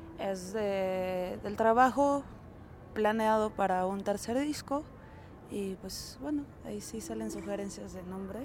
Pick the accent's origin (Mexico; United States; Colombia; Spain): Mexico; Zapopan, Jalisco; born there; yo nací en Zapopan, Jalisco, y pues radico en Guadalajara.